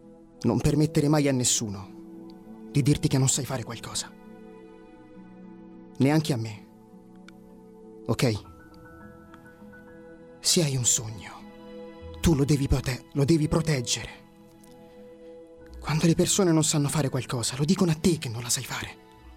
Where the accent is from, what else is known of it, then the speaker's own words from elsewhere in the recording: Orbetello, Tuscany, Italy; Orbetello, provincia di Grosseto.